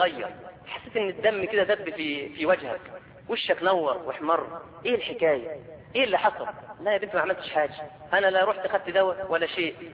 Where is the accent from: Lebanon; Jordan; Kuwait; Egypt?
Egypt; مع العلم ان عندنا في مصر ناس شطار جدا